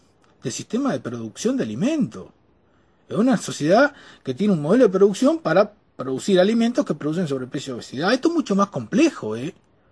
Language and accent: Spanish; Uruguay; yo, como ciudadano uruguayo y como profesional, Me voy a seguir quejando todo lo que me quiera quejar